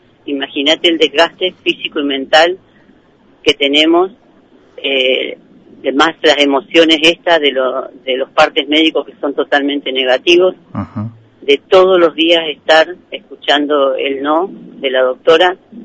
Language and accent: Spanish; Allen, Río Negro, Argentina; yo no lo conozco porque yo soy de Allen.